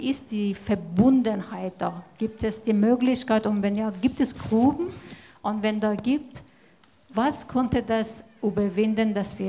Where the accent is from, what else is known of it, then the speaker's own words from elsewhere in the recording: Iran; now in Germany; Deswegen ist mir wichtig, sowohl Deutschland als auch Iranerin zu sein.